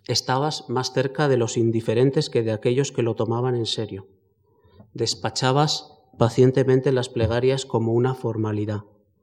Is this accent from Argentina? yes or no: no; Spain; No era propiamente una migración, somos españoles, tenemos unos puntos de referencia